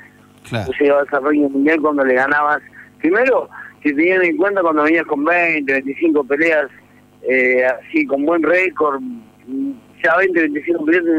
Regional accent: Arroyo Seco, Santa Fe, Argentina; born there; yo quiero mandar un fuerte abrazo a todo Rosario, que siguiera que mi tierra natal, ¿no? Así que salí de ahí, nací en Arroyo Seco

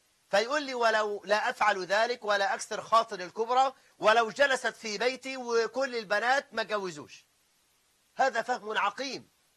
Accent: Egypt; خاصة عندنا في مصر، خاصة في بلاد الصعيد

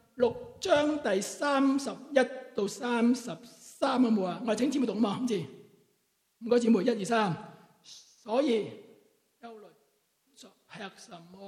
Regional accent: Wong Tai Sin, Kowloon, Hong Kong; 因为我是在黄大仙出生，黄大仙成长，黄大仙庙后面就是我出世的地方

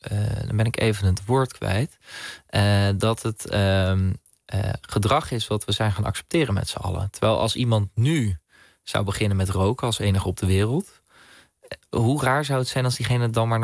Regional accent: Netherlands; Maar ik ben Nederlander, dus als ik het in Nederland vind, dan heb ik daar wel invloed op met de manier hoe ik stem.

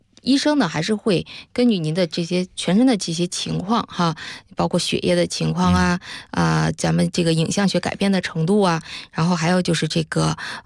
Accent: China

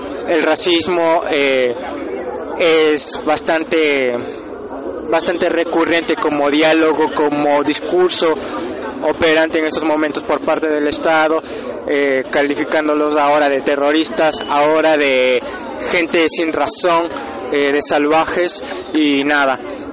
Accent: Ecuador; now in Buenos Aires, Argentina; soy ecuatoriano, vivo ya 9 años, 10 años, cerca de los 10 años acá en Buenos Aires. Vine a estudiar cine

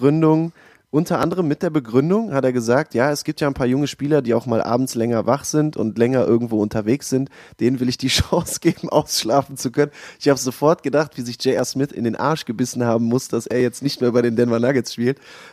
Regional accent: Düsseldorf, North Rhine-Westphalia, Germany; ich bin auch aus Düsseldorf, bin 31 Jahre alt schon

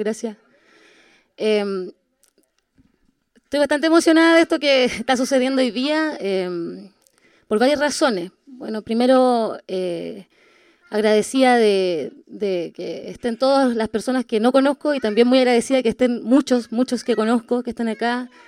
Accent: Temuco, Araucanía, Chile; born there; yo soy chilena, nací aquí en Temuco, pero soy chilena

